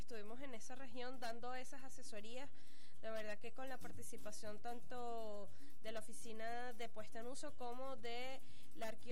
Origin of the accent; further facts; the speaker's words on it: Venezuela; nosotros como venezolanos.